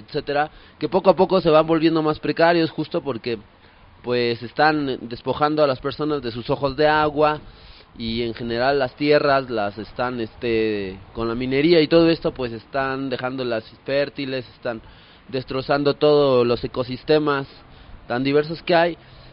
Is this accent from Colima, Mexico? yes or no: no; Mexico City, Mexico; pues yo soy acá del DF.